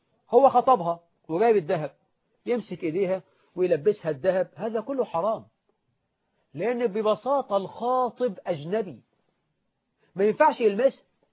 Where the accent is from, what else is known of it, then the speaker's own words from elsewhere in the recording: Egypt; احنا عندنا في مصر على سبيل المثال 9 مليون بنت عانس عدت 35 سنة وهي بلا زوج